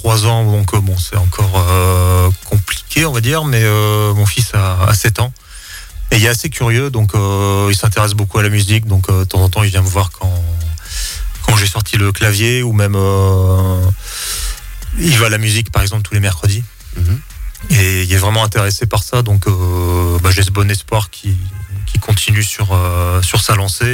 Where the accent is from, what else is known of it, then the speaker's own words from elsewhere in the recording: Hauts-de-France, France; Bah moi je suis plutôt du Douaisy